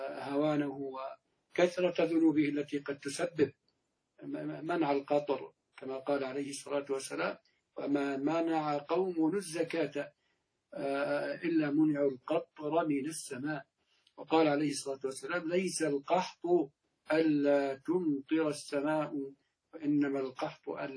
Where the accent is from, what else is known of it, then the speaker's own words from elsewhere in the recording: Jordan; أعني في بلدنا الأردن